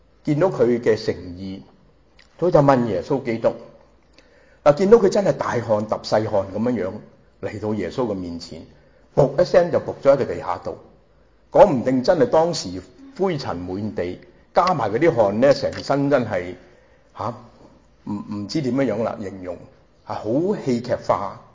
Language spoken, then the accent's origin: Cantonese; Hong Kong; 仲係我哋香港人話咩呀，蒙查查 MCC 好蒙查查㗎。